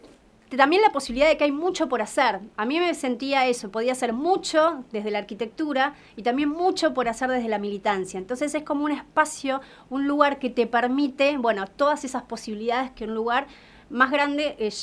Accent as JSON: {"language": "Spanish", "town": "Mar del Plata", "region": "Buenos Aires Province", "country": "Argentina", "said": "Bueno, sí, yo soy marplatense. Me vine hace 8 años por elección. Elegí vivir acá en la provincia."}